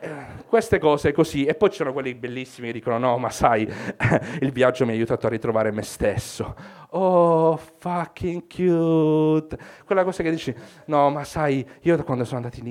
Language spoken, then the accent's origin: Italian; Basilicata, Italy; non sono uno che viaggia, sono dalla Basilicata, quindi quello che faccio è tornare in Basilicata e dire, ah, sono in vacanza